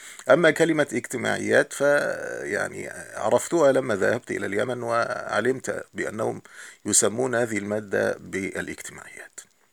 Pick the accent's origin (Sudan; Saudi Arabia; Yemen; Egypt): Egypt; وطبعا نحن كمصريين نعلم هذا